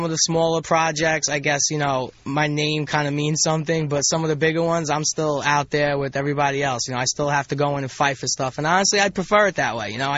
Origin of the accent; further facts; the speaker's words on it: Brooklyn, New York, United States; now in Los Angeles, United States; No, I'm from Brooklyn, New York, but I've been in L.A. almost 6 years now, so I'm a little accustomed to it.